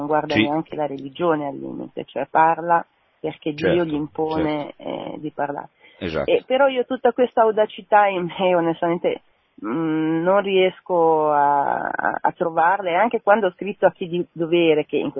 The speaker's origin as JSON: {"language": "Italian", "town": "Milan", "region": "Lombardy", "country": "Italy", "said": "Sono di Milano."}